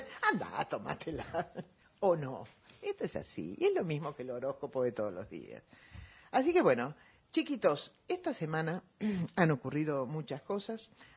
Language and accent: Spanish; Argentina; Qué enteros y fuertes somos los argentinos